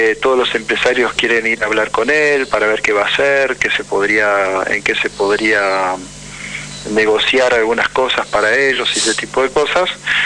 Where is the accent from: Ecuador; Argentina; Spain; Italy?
Argentina; es un problema para un país como la Argentina, ¿no? Que estemos pasando por esta situación.